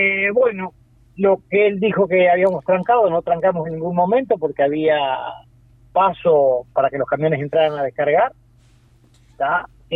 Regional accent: Uruguay; No dejemos de reconocer que somos uruguayos, ¿tá?

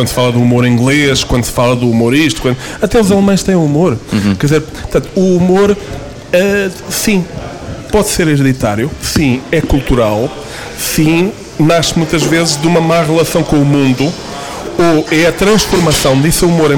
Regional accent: Portugal; os dois, cá está a coincidência, como bons portugueses, os dois tínhamos o passaporte catucado.

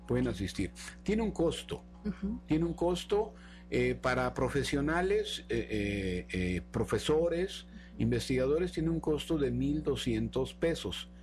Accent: Mexico; Somos 3 mexicanos que vamos a exponer nuestros trabajos de investigación

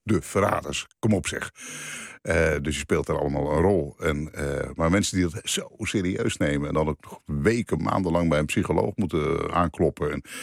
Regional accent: Alkmaar, North Holland, Netherlands; also born or lived in Veenendaal; Mijn ouders komen uit Groningen, Friesland. Mijn vader was gemeenteambtenaar en ik ben geboren, dus verhuisd om zoveel tijd. Ik ben geboren in Veenendaal, maar helemaal opgegroeid in Alkmaar.

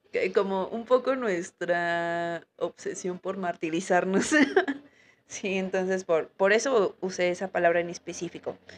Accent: Mexico; cómo nos visualizamos como mexicanos, ¿no?

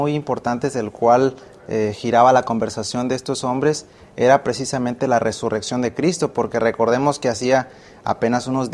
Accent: Michoacán, Mexico; soy originario de Michoacán y estudio teología aquí en la Universidad de Montemorelos.

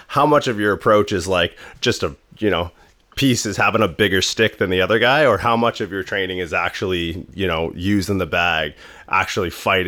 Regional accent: Ontario, Canada; I grew up on the Canadian side of the border

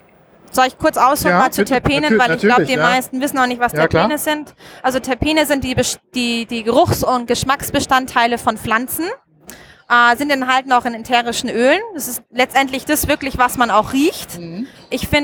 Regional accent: Munich, Bavaria, Germany; now in Austria; Ich komme ursprünglich aus München. Mhm. Also ich bin tatsächlich auch eine Deutsche, aber lebe schon seit über 10 Jahren nicht mehr in Deutschland. Mich hat's nach Österreich verschlagen. Okay. In die schöne Alpenregion.

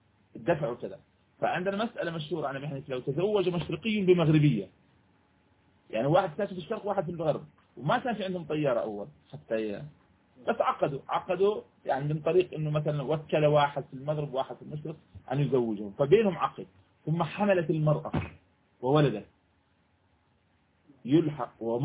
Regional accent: Jordan; الآن بعض الأوقات تصبح عندنا في الأردن مثلا

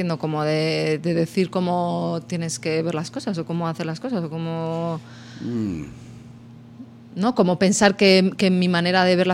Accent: Torquemada, Castile and León, Spain; A mi pueblo, a Torquemada, ahí.

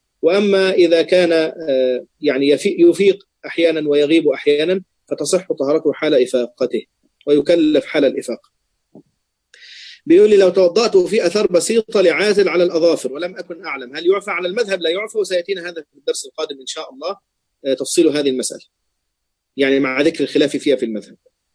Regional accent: Egypt; أصلا أنا مصري بقى فيعني إيه بيغلبني موضوع المصريين

